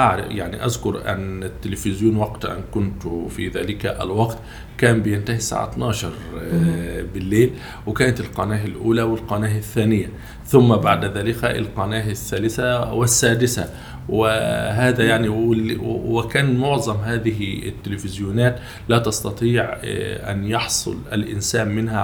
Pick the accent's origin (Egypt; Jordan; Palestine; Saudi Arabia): Egypt; Ibshan, Kafr El Sheikh Governorate; أنا نشأت في محافظة كفر الشيخ في مركز بيلة، قرية من قرى هذا المركز تسمى بقرية إبشان.